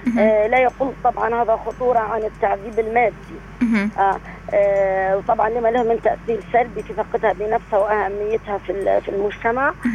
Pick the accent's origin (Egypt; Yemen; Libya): Libya; هذا موجود عندنا في ليبيا